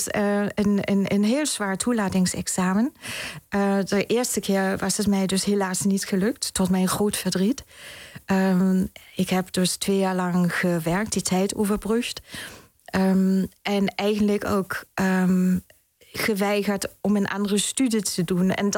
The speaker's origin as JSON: {"language": "Dutch", "region": "Berlin", "country": "Germany", "tie": "born or raised there", "accent": "German", "second_language": "Dutch", "moved": "as an adult", "lives_now": "Netherlands", "said": "Ik ben in Duitsland geboren en in Oost-Berlijn opgegroeid. Maar woon ondertussen al bijna 24, 25 jaar in Nederland."}